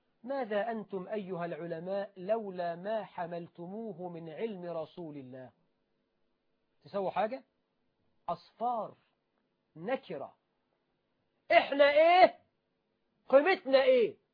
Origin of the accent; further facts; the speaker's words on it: Egypt; وأخذها المسؤولون عندنا في مصر والحمد لله.